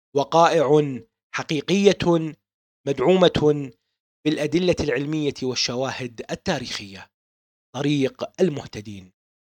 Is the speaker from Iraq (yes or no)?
yes; Baghdad, Baghdad Governorate, Iraq; born there; ولدت في بغداد بتاريخ يوم الخميس 13/6/1974 ميلاديا.